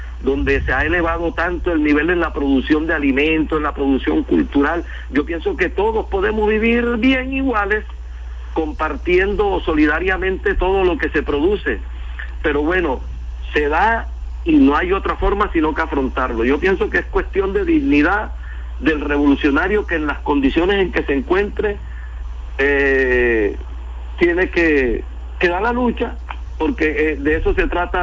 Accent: Turbaco, Bolívar, Colombia; Turbaco, que es el pueblo mío de mi nacimiento, pues, donde yo nací.

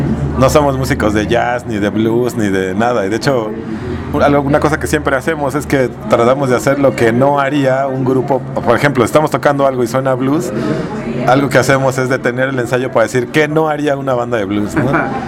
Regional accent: Iztapalapa, Mexico City, Mexico; Yo crecí en Iztapalapa con mi hermano, ahora vivo en la Agrícola Oriental, pero bueno, somos de Iztapalapa, mi primo de Tepito, ¿no?

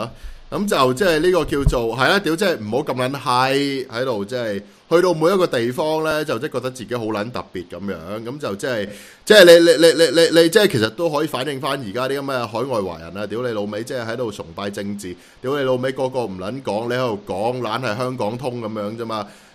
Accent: Australia; also born or lived in Canada; 其实我其实我喺加拿大同埋喺澳洲大嘅，咁两个地方我都住咗超过十年啦。

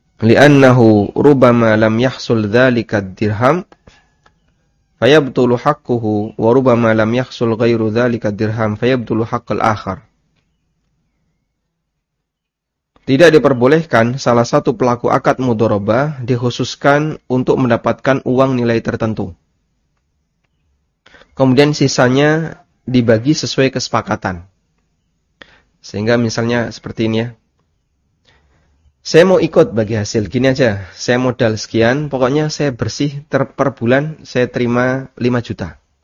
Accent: Lamongan, East Java, Indonesia; Ada transaksi yang ini saya jumpai di kampung saya ya, di daerah Lamongan.

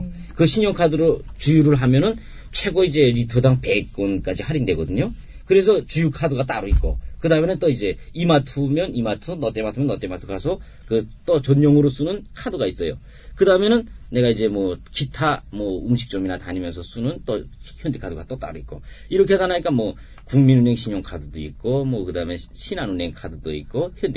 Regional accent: North Korea; now in South Korea; 저는 2004년에 탈북했고

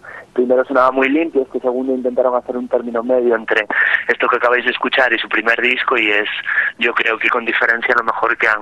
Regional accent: Asturias, Spain; somos asturianos, pero tenemos como segunda casa Valencia.

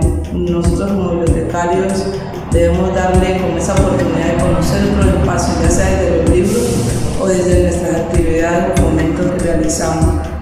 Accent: Barbacoas, Nariño, Colombia; vengo desde Barbacoa, Nariño

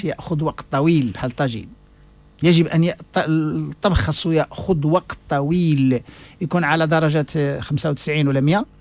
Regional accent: Morocco; وكاين عندهم نفس الأشياء اللي عندنا في المغرب

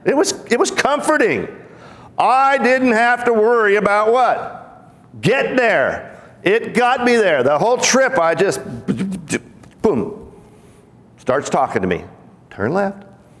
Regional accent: Pacific Northwest, United States; because I was raised in the Pacific Northwest, what do you have out in the Pacific Northwest?

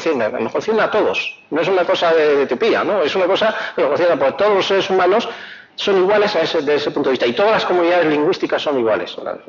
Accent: Madrid, Community of Madrid, Spain; yo vengo de Castilla, es decir, yo vengo de Madrid, yo vengo de lo que es el centro político del Estado

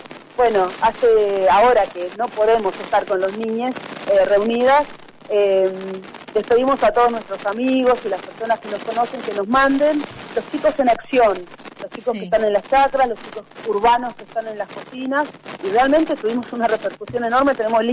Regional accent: Buenos Aires, Argentina; uno tiene también la tendencia como porteña a tener una mirada como muy centrista de Buenos Aires o conurbano

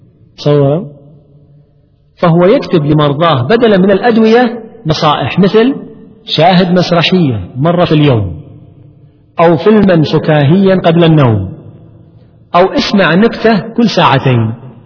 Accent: Kuwait; عندنا في الكويت ويتعامل دائما مع مدمنين مخدرات

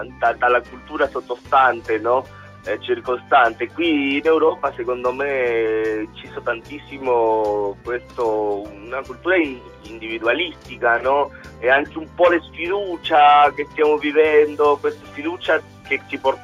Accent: Argentina; Perché io sono argentino, quindi noi abbiamo tutti un po' antenati argentini

